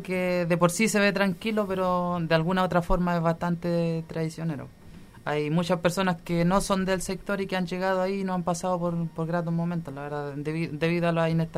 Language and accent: Spanish; San Javier, Maule, Chile; yo por lo menos principalmente nací en San Javier, la ciudad cercana a Talca. He vivido ahí durante mis 25 años de vida, al igual que mi familia